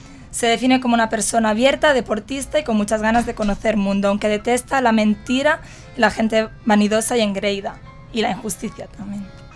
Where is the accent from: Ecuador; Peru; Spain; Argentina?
Spain; Barcelona, Catalonia; now in Mexico; venimos de Barcelona, España, país podríamos decir hermano de México